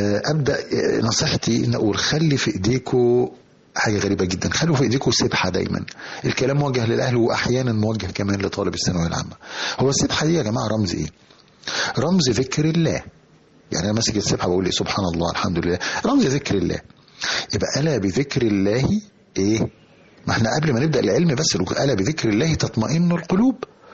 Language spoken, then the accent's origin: Arabic; Egypt; كلنا حافظينها كمصريين